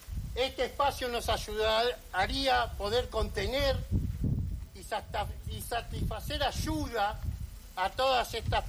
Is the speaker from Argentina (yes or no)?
yes; Lanús, Buenos Aires Province, Argentina; soy del barrio de Villa Jardín, donde tenemos un centro clandestino que es fábrica militar